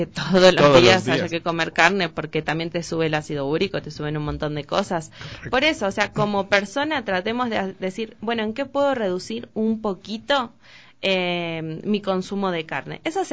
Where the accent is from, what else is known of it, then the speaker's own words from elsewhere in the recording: Pergamino, Buenos Aires Province, Argentina; yo soy de Pergamino, y viajaba a Rosario, Pergamino Rosario